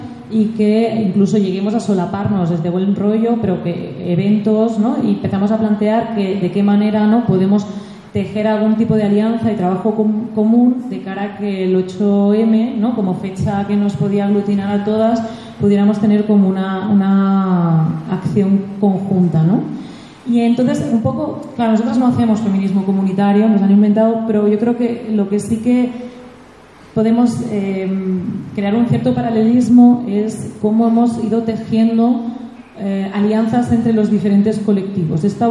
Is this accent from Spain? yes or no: yes; Terrassa, Catalonia, Spain; vengo de Tarrasa.